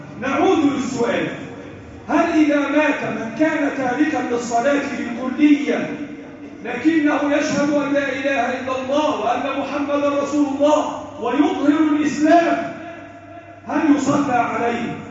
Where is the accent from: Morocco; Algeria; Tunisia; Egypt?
Egypt; اللهم احفظ بلدنا مصر وسائر بلاد المسلمين.